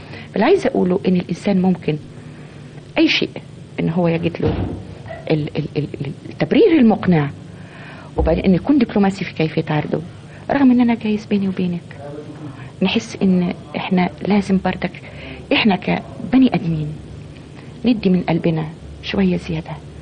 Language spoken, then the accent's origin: Arabic; Egypt; إن إحنا العيب مش فينا كمصريين، ومش العيب مش في المصري كمصري أو في المصرية كمصرية